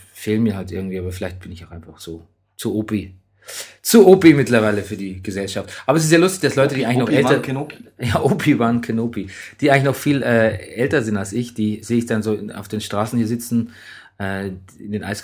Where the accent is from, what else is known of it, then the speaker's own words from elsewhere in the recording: West Germany, Germany; wir sind ja so aufgewachsen im Westen der Republik